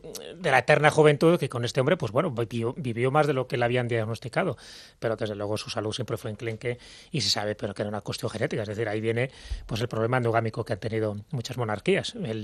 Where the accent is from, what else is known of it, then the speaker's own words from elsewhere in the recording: Malta; yo vengo de Malta